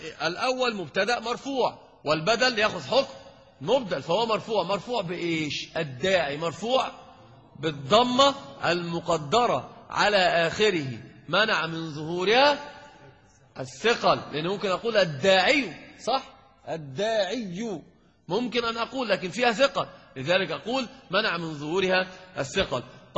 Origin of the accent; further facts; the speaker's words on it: Egypt; انت عندنا في مصر اذا تكلمت عن الصحراء